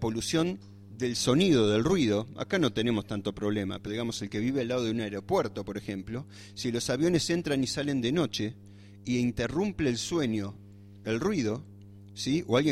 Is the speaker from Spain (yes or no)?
no; Buenos Aires, Argentina; born there; moved away; en mi caso me escapé de un lugar así porque soy nacido en Buenos Aires